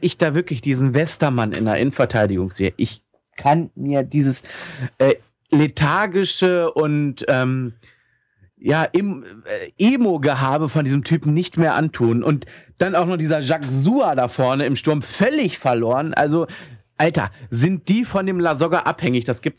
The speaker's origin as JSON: {"language": "German", "town": "Hanover", "region": "Lower Saxony", "country": "Germany", "said": "Ich als Hannoveraner kann das auch mal sagen, wie ich finde."}